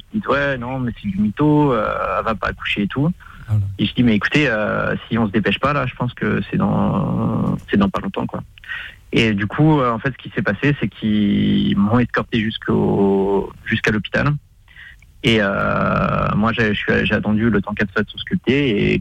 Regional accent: Pays de la Loire, France; Non, moi je suis d'originaire de Vendée

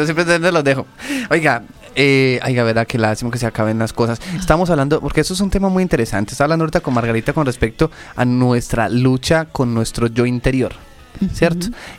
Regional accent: Pereira, Risaralda, Colombia; Yo soy de Pereira.

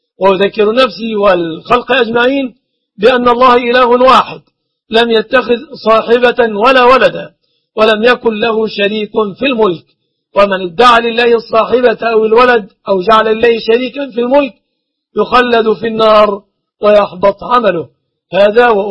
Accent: Egypt; أسأل الله سبحانه وتعالى أن يحفظ بلادنا مصر وبلاد

